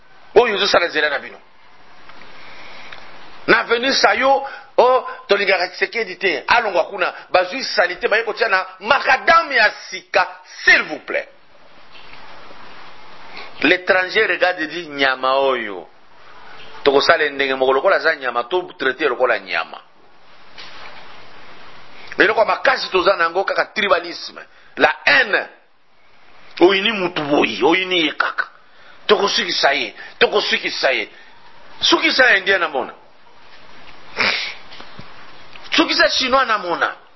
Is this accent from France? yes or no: no; Katanga, DR Congo; Quand je suis chez moi au Katanga, j'arrive à Kasumbalesa